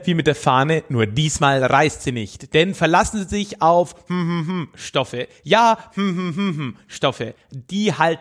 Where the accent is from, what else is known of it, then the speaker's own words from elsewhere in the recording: Höchstadt, Bavaria, Germany; Ich habe mir damals von der Stadtbibliothek aus Höchstadt, wo ich herkomme, mir damals so eine Multimedia-CD ausgeliehen mit alten Werbungen.